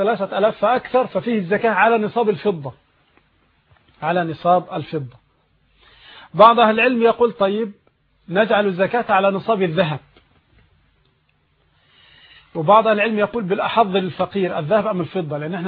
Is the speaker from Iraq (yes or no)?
no; Egypt; لكن تقريبا عندنا في مصر الآن بـ150 تقريبا